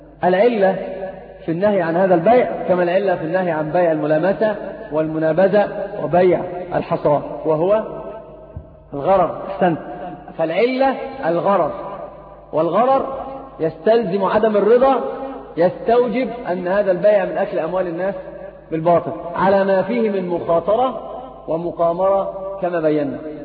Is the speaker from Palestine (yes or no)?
no; Egypt; أيضا عندنا في مصر شيء اسمه النقطة